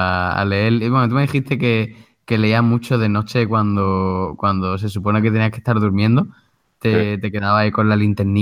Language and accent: Spanish; Málaga, Andalusia, Spain; En mi pueblo se llama, o sea, en mi pueblo, por aquí, por Málaga capital, se llamaba Sota Caballo Rayo.